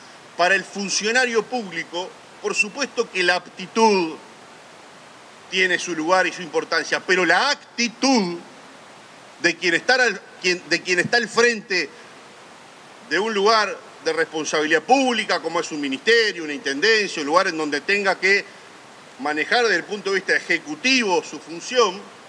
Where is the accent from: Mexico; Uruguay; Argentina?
Uruguay; somos uruguayos, somos 3 millones de directores técnicos